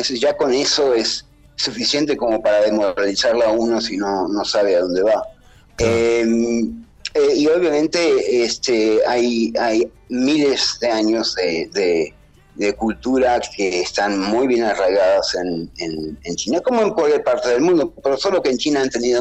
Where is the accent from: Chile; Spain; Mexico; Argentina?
Argentina; aparte de decir que nací en Argentina y que soy argentino hasta el día de la fecha.